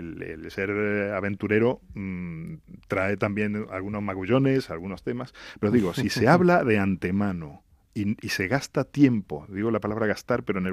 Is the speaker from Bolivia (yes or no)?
no; Argentina; moved away; Estas épocas, especialmente en Navidad, son de familia, al menos en mi caso, como argentino que soy.